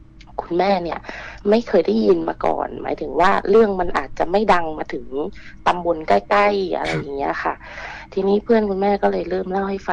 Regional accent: Nakhon Si Thammarat, Thailand; moved away as an adult; also born or lived in Bangkok; now in Phuket, Thailand; หนูเป็นคนนครศรีธรรมราชนะคะบ้านเดียวกับ … เลยค่ะแล้วหนูเนี่ยออกจากนครศรีธรรมราชมาเรียนต่อที่กรุงเทพตอนมหาลัยนะคะแล้วก็เรียนจบก็กลับไปทำงานที่ภูเก็ตค่ะ

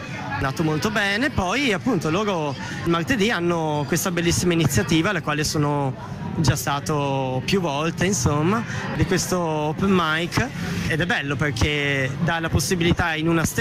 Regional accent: Veneto, Italy; now in Bologna, Italy; sono del Veneto, abito a Schio, in questa piovosa cittadina. Sì. Mi sono trasferito a Bologna da un annetto

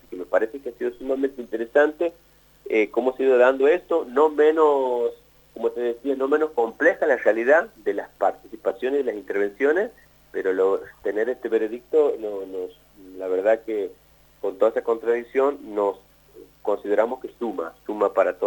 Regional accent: Santiago del Estero, Argentina; nosotros, como te digo, vuelvo a registrar, somos de Santiago del Estero

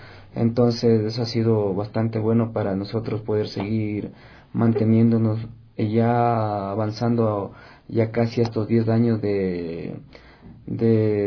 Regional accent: Ecuador; los sentimientos de nuestro pueblo ecuatoriano, que tanto necesita alegría y ponernos siempre de pie como buenos ecuatorianos.

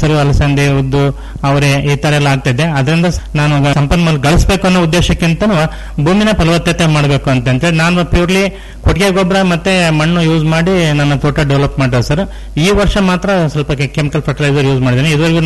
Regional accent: Honnamaradi, Karnataka, India; ನಾನು 92ಕ್ಕೆ ನಮ್ಮ ಹೊನ್ನಮರಡಿ ಗ್ರಾಮಕ್ಕೆ ಬಂದೆ. ಅದಕ್ಕಿಂತ ಮುಂಚೆ ನೌಕರಿ ಮಾಡ್ತಾ ಇದ್ದೆ.

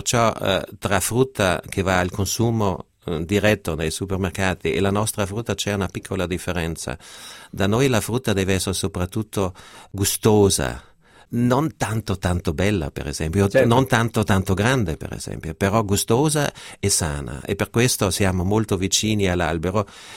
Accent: Trentino-Alto Adige, Italy; born there; io che sono nato in Alto Adige, dove c'è sempre un gran turismo

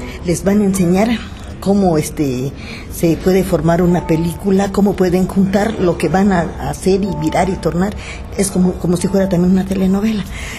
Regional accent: Itbalche, Campeche, Mexico; yo soy de pueblo, soy de Itbalche, Campeche.

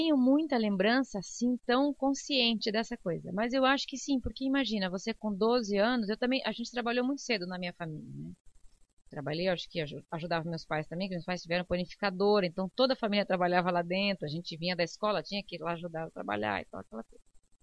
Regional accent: Joinville, Santa Catarina, Brazil; Então, eu nasci em Joinville, né? Sou da Avenida Cuba

